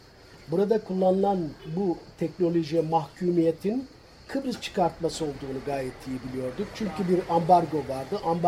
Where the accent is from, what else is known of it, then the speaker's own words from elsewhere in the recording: Yatağan, Muğla, Turkey; şimdi yatağı termik santralinin yapıldığı o topraklarda büyüdüm. Çünkü o toprakların bir kısmı bizim kendi topraklarımızdı. Yılda 2 ürün kaldırdığımız arazilerdi. Ben o zaman buraya termik santral yapılmaya karar verildiğinde 23-24 yaşlarında, belki daha 22 diyelim, öğretmen, genç